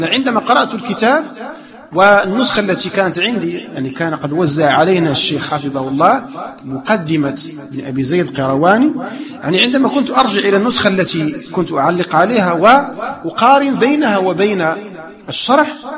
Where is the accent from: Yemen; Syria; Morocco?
Morocco; لا ندرس الآن عندنا في المغرب.